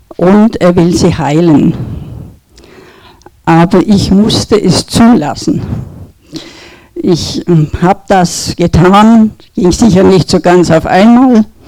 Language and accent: German; Bavaria, Germany; Kirche war mir von Kindheit an vertraut. Ich bin im evangelischen Dorf in Franken aufgewachsen. Wir gingen jeden Sonntag zur Kirche.